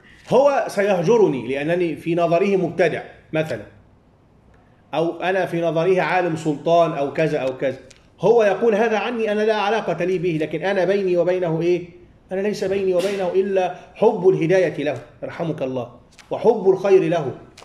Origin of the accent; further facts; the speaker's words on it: Egypt; قبل 2011 عندنا في مصر الشعب العادي عمومه ما كان يعرف